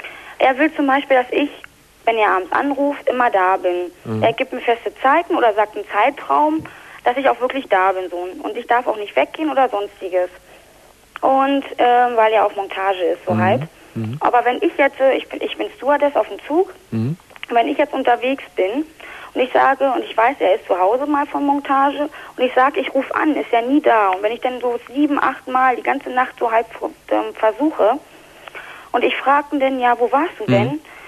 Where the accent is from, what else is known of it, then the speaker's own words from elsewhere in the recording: Berlin, Germany; now in Dortmund, Germany; Ich schätze das mal auch, weil ich komme aus Berlin